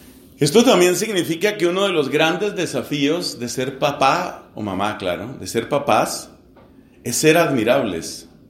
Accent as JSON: {"language": "Spanish", "country": "Colombia", "said": "Entonces hicieron una encuesta en mi país. Soy colombiano. Hicieron una encuesta en mi país"}